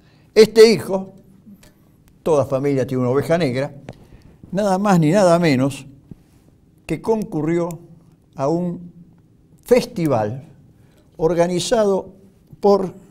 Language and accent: Spanish; Buenos Aires, Argentina; yo soy porteño como vos, Miguel Ángel